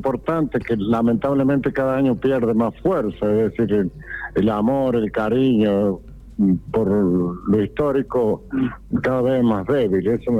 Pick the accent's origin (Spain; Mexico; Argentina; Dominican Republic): Argentina; Santa Rosa, San Luis; born there; Yo soy nacido en Santa Rosa, así que San Luis